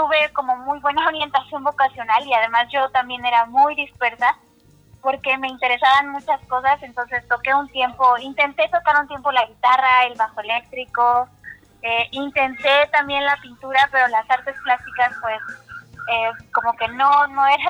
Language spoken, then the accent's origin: Spanish; Taxco, Guerrero, Mexico; organizando actividades en Taxco, que es de donde soy.